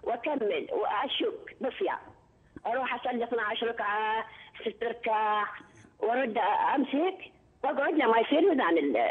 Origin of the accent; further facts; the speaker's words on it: Iraq; عيني أنا من العراق